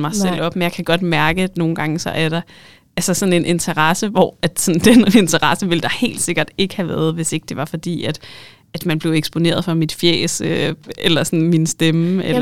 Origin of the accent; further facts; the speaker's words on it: North Denmark Region, Denmark; når jeg siger mand, så mener jeg mig, jeg er jo nordjyde.